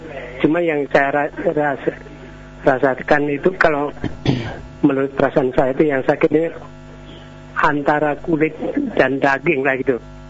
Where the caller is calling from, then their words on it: Riau, Indonesia; Saya dari Riau Pak.